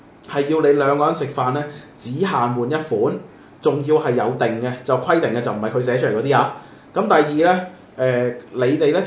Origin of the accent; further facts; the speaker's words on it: Macau; 哦，唔使啦，我澳門人嚟噶，自己睇下啦